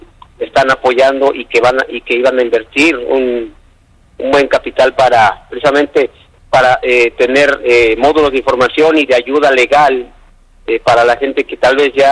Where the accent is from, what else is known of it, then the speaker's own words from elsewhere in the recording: Mexico; now in United States; nosotros como mexicanos necesitamos hacer algo aquí de este lado para que se haga sentir en México